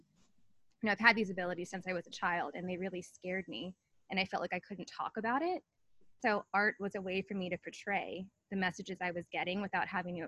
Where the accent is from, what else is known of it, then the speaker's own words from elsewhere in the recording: Annapolis, Maryland, United States; now in Portland, United States; I'm a psychic medium and artist, as you have mentioned. So I grew up in Annapolis, Maryland, as you know, because we grew up together. Mm-hmm. I recently moved to Portland, Oregon for my husband's job